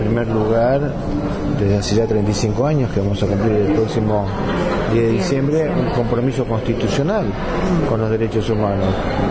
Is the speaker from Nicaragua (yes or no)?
no; Argentina; estoy orgulloso como argentino del recorrido hecho.